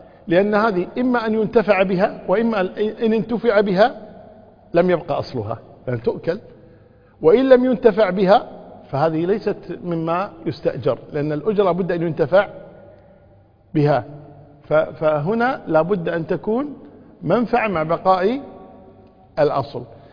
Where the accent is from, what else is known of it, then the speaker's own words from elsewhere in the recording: Kuwait; سكنوا في بيت في عندنا في الكويت هنا في إحدى المناطق